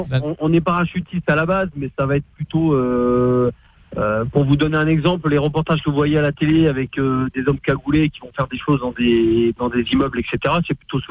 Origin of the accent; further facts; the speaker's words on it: Bordeaux, Nouvelle-Aquitaine, France; Alors, moi, je suis de Bordeaux.